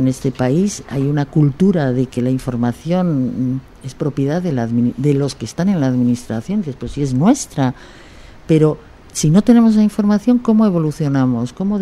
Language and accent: Spanish; Bolivia; yo soy boliviana